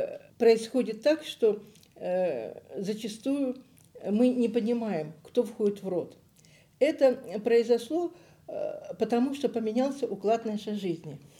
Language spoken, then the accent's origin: Russian; Donetsk, Donetsk Oblast, Ukraine; moved away as an adult; also born or lived in Barvenkove / Leningrad / Zelenograd; Родилась я в Барвенково, Харьковской области, где мои предки прожили 400 лет, казаки-характерники. Выросла я в Донецке, школу закончила. Институт я закончила в Ленинграде. Замуж вышла в Зеленограде.